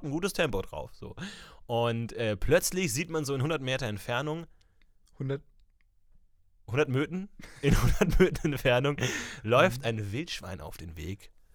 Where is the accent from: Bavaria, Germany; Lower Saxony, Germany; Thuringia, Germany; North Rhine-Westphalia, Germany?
Bavaria, Germany; Ebersberg; Ich war jetzt in meiner Heimat, ich war in Ebersberg unterwegs.